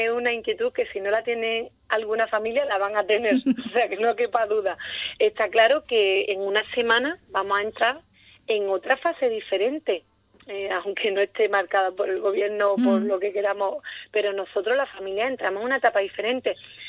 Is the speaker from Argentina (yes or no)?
no; Ubrique, Andalusia, Spain; hombre, soy de Ubrique, conozco muy bien cómo es la circunstancia